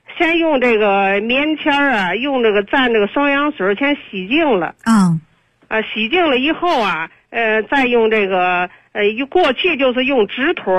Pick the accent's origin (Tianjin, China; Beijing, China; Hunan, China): Tianjin, China; 我是天津的听众，